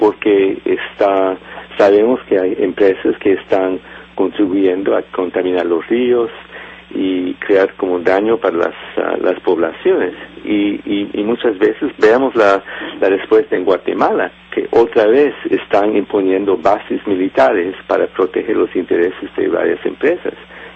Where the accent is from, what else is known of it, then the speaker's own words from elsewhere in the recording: Canada; yo creo que como canadiense que ha viajado en la región desde los años 80